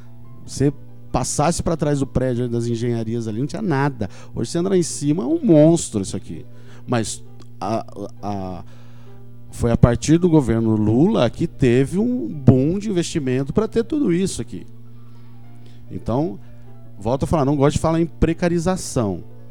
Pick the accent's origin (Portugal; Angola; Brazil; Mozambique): Brazil; São Carlos, São Paulo; Eu nasci aqui em São Carlos. Eu vinha jogar futebol aqui, meu tio vinha jogar futebol aqui. Eu tinha 7, 8 anos de idade